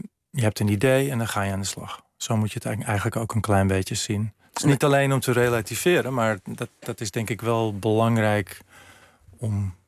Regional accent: Amsterdam, North Holland, Netherlands; opgroeien in Amsterdam was wel bijzonder. Ik woonde lang in Amsterdam-Noord.

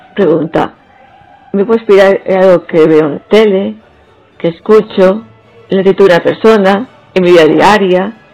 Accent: Barcelona, Catalonia, Spain; Soy de Barcelona y en esa ciudad se ha desarrollado toda mi vida. Aunque tengo sangre manchega por parte de padre y gallega por parte de madre. Estudié informática, más concretamente programación

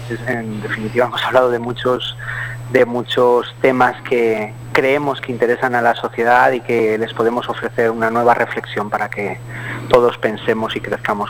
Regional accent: Valencian Community, Spain; nosotros como valencianos tenemos dos lenguas, el valenciano y el castellano

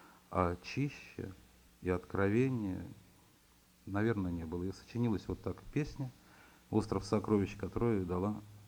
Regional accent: Moscow, Russia; Вырос я в Москве, как многие из моего поколения, да, пожалуй, и все в коммуналке рос. Коммуналка была в Марьиной роще.

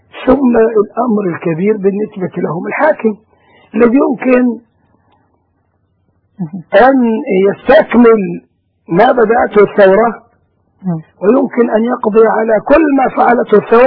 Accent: Egypt; نحن كشعب مصري مسلم

